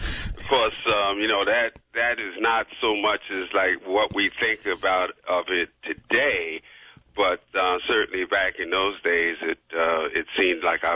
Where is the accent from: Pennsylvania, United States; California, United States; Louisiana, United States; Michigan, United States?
Pennsylvania, United States; Philadelphia; as we grew up in Philadelphia, you know, Philadelphia was a cool town.